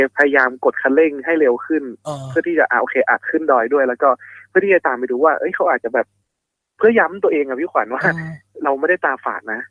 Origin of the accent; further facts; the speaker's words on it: Northern Thailand, Thailand; ด้วยความที่ผมเป็นคนเหนือเนาะ